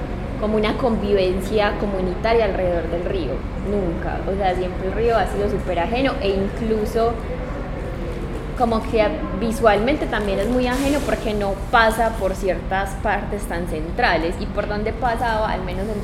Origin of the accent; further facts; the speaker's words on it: Rionegro, Antioquia, Colombia; porque nosotros pues acá, o sea, yo soy de Río Negro y siempre, por ejemplo, el Río Negro para mí ha sido como muy ajeno.